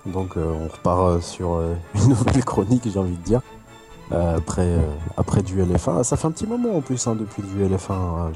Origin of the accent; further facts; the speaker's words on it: France; comme on est français et chauvin